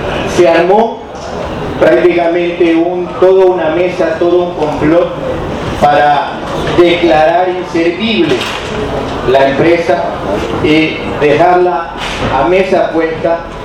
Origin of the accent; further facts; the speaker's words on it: Guayaquil, Guayas, Ecuador; yo soy de Guayaquil, el país del cual vengo es Ecuador.